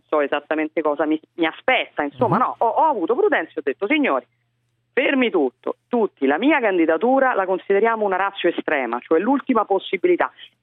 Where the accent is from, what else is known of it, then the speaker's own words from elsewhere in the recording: Rome, Lazio, Italy; sono romana, mi candido sindaco a Roma